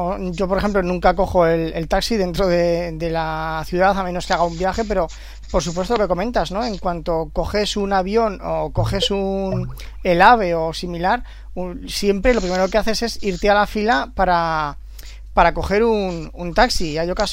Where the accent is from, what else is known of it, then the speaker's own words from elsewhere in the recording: Zaragoza, Aragon, Spain; Zaragoza.